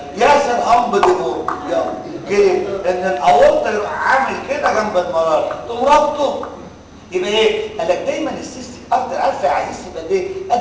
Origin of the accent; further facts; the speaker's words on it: Egypt; ايوه فانا اتخلص كمصري